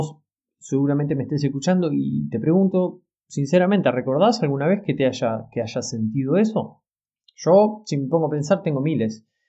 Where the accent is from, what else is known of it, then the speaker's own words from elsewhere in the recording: La Plata, Buenos Aires Province, Argentina; yo soy de La Plata, en Argentina, ¿no?